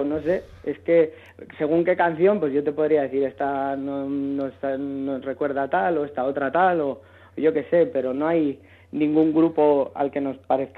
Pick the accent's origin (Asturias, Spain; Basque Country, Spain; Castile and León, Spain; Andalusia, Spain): Basque Country, Spain; Bilbao; now in Madrid, Spain; Y yo vengo de Bilbao, ¿no? Entonces nos juntamos en Madrid, pues por casualidad. Yo estaba buscando bandas, llevaba como 6-7 meses por aquí